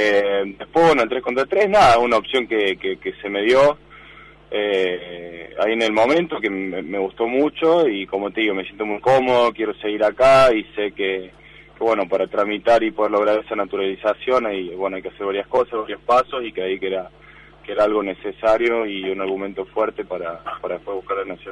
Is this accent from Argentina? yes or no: yes; Argentina; born there; Yo nací en Argentina